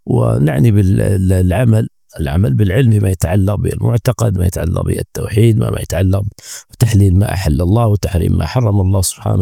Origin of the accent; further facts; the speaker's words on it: Nigeria; فهذه كلمة مختصرة شارك فيها إخواني في بلادي نيجيريا